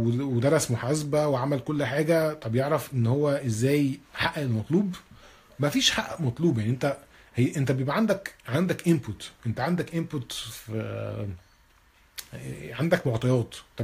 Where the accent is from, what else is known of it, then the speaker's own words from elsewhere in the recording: Egypt; حتى احنا عندنا في مصر ثقافة ان يبقى عندك صحاب من الشغل